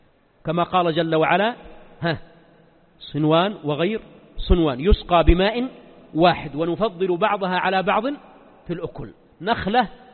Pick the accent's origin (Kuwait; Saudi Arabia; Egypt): Saudi Arabia; Mecca, Makkah Province; طبعا الجزيرة العربية ما عندنا في مكة الزيتون